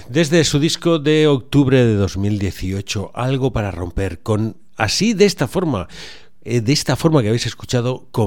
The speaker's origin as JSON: {"language": "Spanish", "town": "Valencia", "region": "Valencian Community", "country": "Spain", "said": "porque yo soy de la Malvarrosa. Habito prácticamente siempre en el Cabañal, Grao, Cañamelar y trabajo en Ayora, o sea que aquí en mi barrio."}